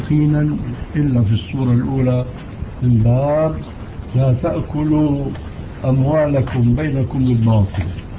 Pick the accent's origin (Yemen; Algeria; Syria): Syria; نحن عندنا في الشام المشكلة قائمة